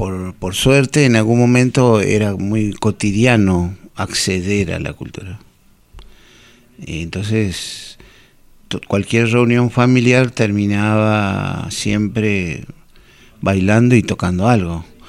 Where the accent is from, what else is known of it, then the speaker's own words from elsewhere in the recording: Jujuy, Argentina; yo soy de Jujuy, pero mi familia toda viene de Bolivia y de Perú o alguna parte, que nunca sabré bien todo, pero fueron bajando